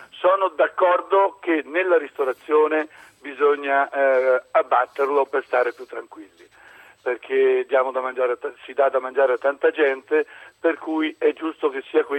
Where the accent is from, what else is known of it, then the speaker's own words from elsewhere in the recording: Marche, Italy; c'è una saggezza popolare dalle nostre parti. Io sono marchigiano e spesso e volentieri sono spesso nei porti